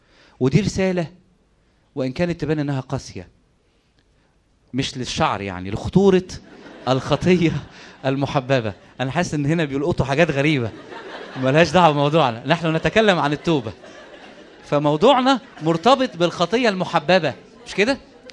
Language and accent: Arabic; Egypt; ده احنا كمصريين ما عندناش قيمة للوقت الحقيقة